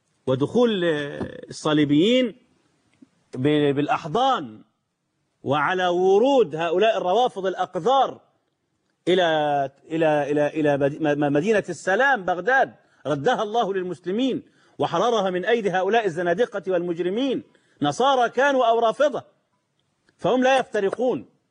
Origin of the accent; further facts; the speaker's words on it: Egypt; ده عندنا في مصر